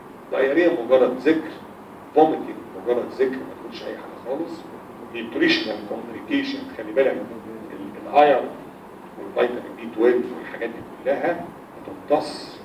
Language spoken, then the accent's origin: Arabic; Egypt; البيبسي على فكره عندنا في مصر عباره عن ميه سكر